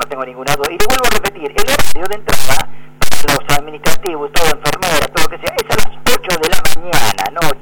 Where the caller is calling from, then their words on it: San Vicente, Argentina; de San Vicente.